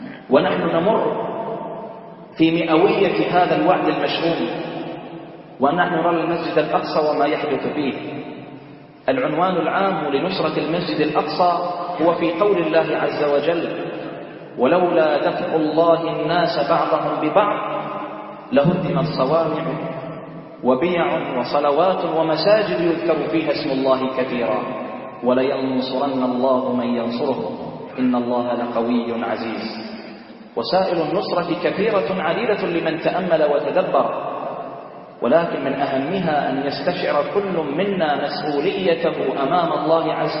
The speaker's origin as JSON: {"language": "Arabic", "country": "Bahrain", "said": "اللهم احفظ بلدنا البحرين"}